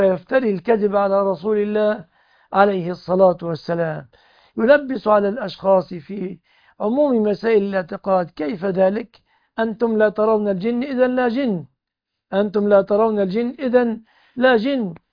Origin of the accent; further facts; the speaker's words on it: Egypt; أنا مصري وأقول آمين في كل